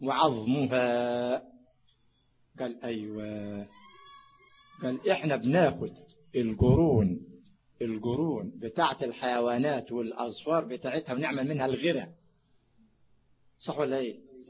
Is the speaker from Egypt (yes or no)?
yes; Sharqia Governorate, Egypt; انا من الشرقيه